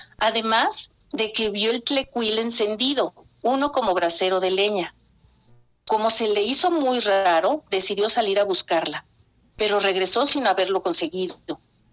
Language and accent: Spanish; San Rafael, State of Mexico, Mexico; Allá en San Rafael, yo soy de San Rafael, viví antes de que me casara, muchos años allá.